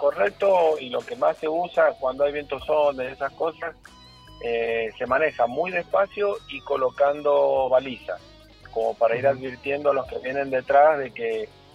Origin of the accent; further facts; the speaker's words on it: San Juan, Argentina; born there; now in Mendoza, Argentina; no estoy en Mendoza, he tenido que venir a mi provincia natal, que es San Juan, por trabajo y por visita.